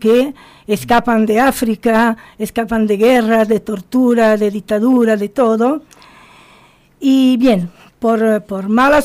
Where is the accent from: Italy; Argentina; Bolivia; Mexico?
Italy; Sardinia; born there; Spanish is a second language; Nací en Cerdeña, rodeada del mar.